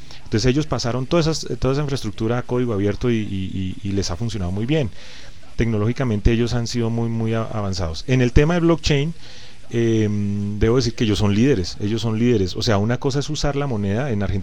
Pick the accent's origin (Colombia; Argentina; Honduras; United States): Colombia; lamento decirlo, yo soy colombiano, pero allá consumimos la gasolina de Venezuela a precios muy bajos